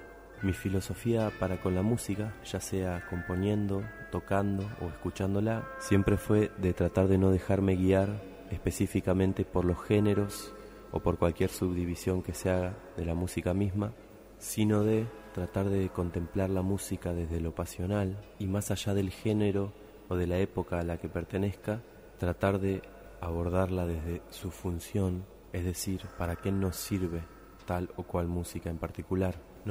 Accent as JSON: {"language": "Spanish", "town": "Santa Rosa", "region": "La Pampa", "country": "Argentina", "tie": "born or raised there", "moved": "as an adult", "lives_now": "Bahía Blanca, Argentina", "said": "actualmente vivo a través de la música en la ciudad de Bahía Blanca. Hace 10 años vine de Santa Rosa, La Pampa, lugar donde crecí."}